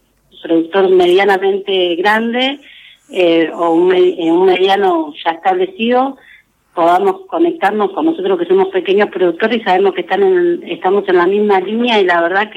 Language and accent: Spanish; San Vicente, Buenos Aires Province, Argentina; Yo soy de San Vicente